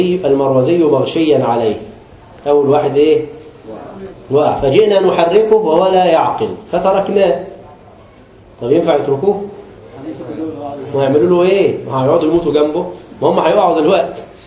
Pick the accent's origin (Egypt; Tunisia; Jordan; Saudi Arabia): Egypt; الكوسة دي عندنا في مصر